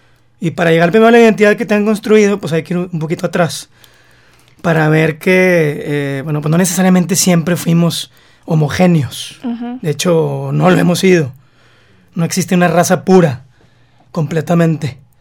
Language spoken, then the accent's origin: Spanish; Mexico; somos mexicanos y tenemos características que nos hacen mexicanos.